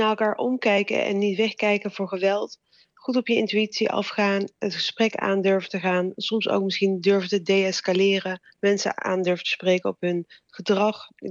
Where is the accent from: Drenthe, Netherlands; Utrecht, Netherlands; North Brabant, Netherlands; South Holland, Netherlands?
North Brabant, Netherlands; Sprang-Capelle; een deel van mijn jeugd heb ik doorgebracht in Sprangepelles, een klein dorpje.